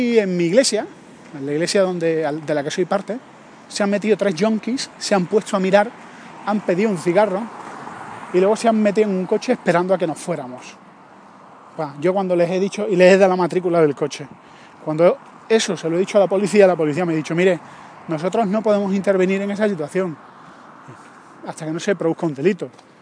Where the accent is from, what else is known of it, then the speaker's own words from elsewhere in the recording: Andalusia, Spain; soy andaluz